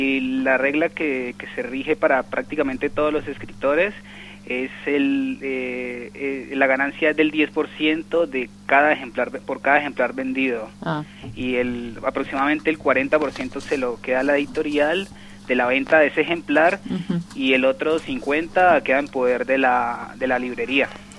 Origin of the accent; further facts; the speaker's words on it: Cali, Valle del Cauca, Colombia; Exacto, yo soy de Cali